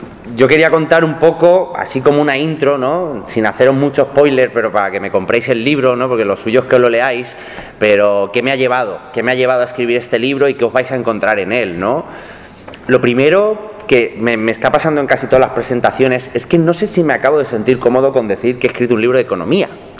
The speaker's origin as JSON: {"language": "Spanish", "town": "Valencia", "region": "Valencian Community", "country": "Spain", "tie": "born or raised there", "also_born_or_lived": "Galicia", "said": "Yo nací en Galicia, pero también mi familia, por temas de trabajo, migramos a Valencia, que es donde me he criado, ¿no? Y además, yo soy de un pueblo, de una pedanía de estas, en Valencia decimos de la Contorná"}